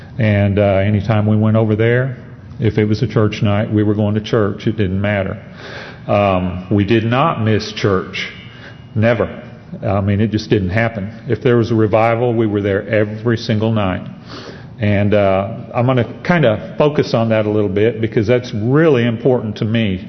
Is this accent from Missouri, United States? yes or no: yes; Branson, Missouri, United States; I grew up in Branson, Missouri, and Branson, Missouri had a four-way stop when I grew up there, and that was it.